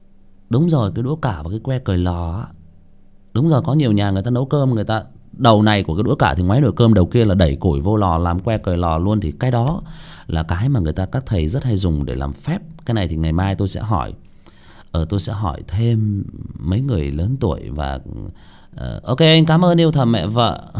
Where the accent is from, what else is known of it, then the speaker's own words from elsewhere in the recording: Hưng Yên, Vietnam; Ở quê của tôi cũng vậy. Ở quê tôi dưới xuôi luôn, ở Hưng Yên luôn ạ.